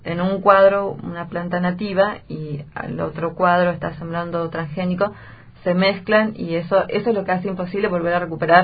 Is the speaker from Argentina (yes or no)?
no; Bolivia; con mi mamá, que ella es boliviana, yo también soy boliviana